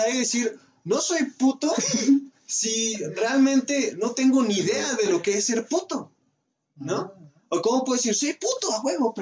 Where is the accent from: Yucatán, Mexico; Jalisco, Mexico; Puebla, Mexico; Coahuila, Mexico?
Jalisco, Mexico; soy de Jalisco y me gustan las chivas y el tequila